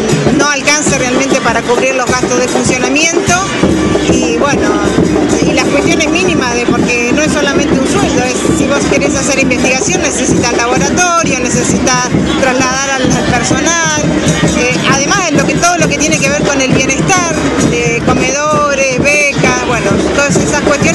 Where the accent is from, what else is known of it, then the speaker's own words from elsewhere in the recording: Neuquén, Argentina; De Neuquén.